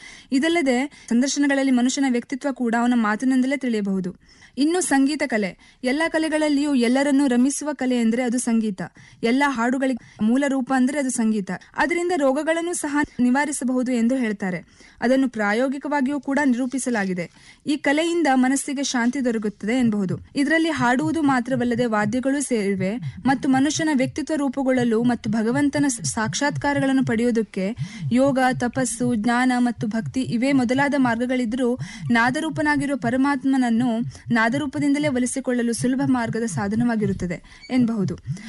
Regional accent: Yellapur, Karnataka, India; ನನ್ನ ಊರು ಉತ್ತರ ಕನ್ನಡ ಜಿಲ್ಲೆಯ ಯಲ್ಲಾಪುರ.

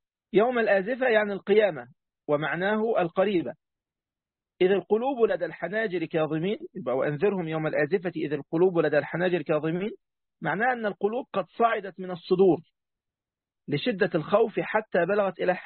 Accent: Egypt; عندنا في مصر

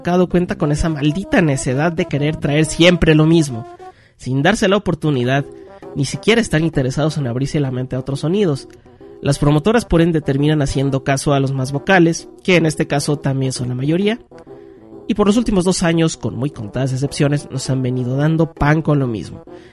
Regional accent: Mexico; las promotoras de conciertos en mi país, México

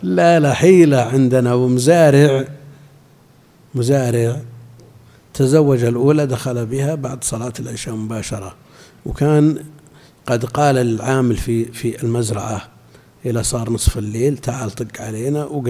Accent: Al-Qassim, Saudi Arabia; لا، عندنا في القصيم كثير

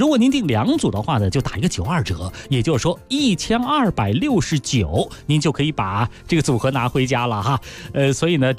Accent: Beijing, China

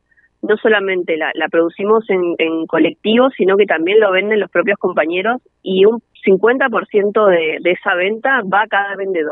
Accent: Bariloche, Río Negro, Argentina; yo soy de Bariloche

